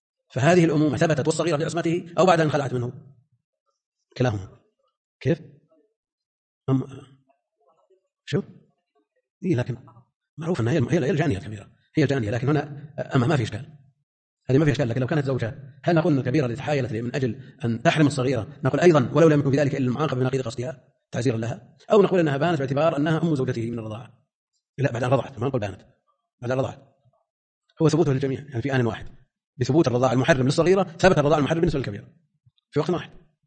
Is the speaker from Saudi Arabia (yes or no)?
yes; Najd, Saudi Arabia; يعني عندنا في نجد هذا الظاهر،